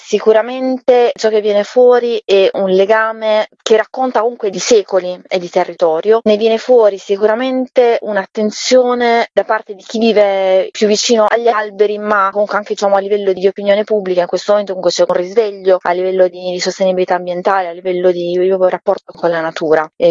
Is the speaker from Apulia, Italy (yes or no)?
yes; Apulia, Italy; Ovviamente noi da pugliesi conosciamo molto bene il territorio